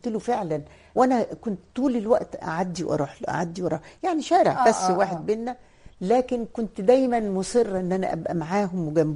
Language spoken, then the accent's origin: Arabic; Roda, Cairo Governorate, Egypt; انا من مواليد الروضه وساكنه في الروضه, انا وانا عندي 11 سنه وعديت كوبري عباس مشي, احنا في الروضه